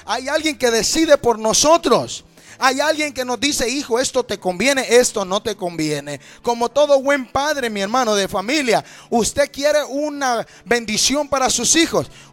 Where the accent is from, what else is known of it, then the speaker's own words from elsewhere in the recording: Honduras; now in United States; me arranqué como buen catracho, como buen hondureño, con una decisión en mi mente, buscando un mejor futuro